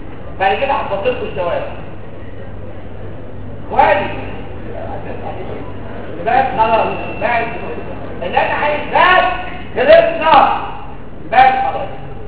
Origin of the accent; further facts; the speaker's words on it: Egypt; دول اكثر اثنين بيستخدموا عندنا في مصر.